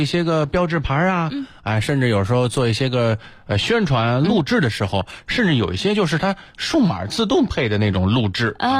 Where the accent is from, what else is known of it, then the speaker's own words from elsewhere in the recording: Beijing, China; 但我小时候是在北京过的，就是童年时代是在北京过的，